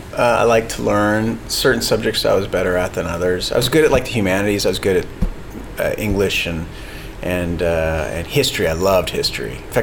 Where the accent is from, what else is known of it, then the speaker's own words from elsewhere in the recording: Boston, Massachusetts, United States; born there; I was born in Boston, Massachusetts.